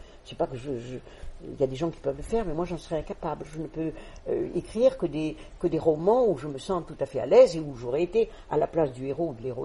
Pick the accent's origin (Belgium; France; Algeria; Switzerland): France; Southern France; born there; alors que je suis née dans le Midi de la France